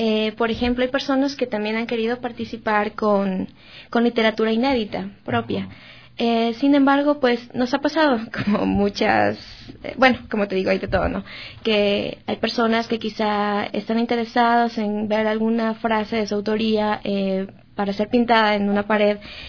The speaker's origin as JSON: {"language": "Spanish", "country": "Ecuador", "said": "por el contexto económico, político y social que tenemos nosotros pues como ecuatorianos."}